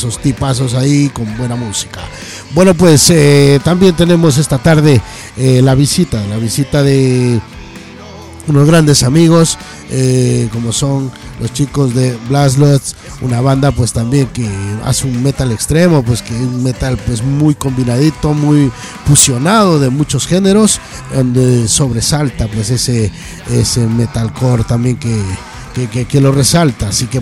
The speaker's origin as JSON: {"language": "Spanish", "town": "Guayaquil", "region": "Guayas", "country": "Ecuador", "said": "nos vamos hasta Guayaquil. Oye, qué grande mi tierra. Cómo no, pues tenemos también metal latinoamericano, metal patrio, como es mi patria querida, amarillo, azul y rojo."}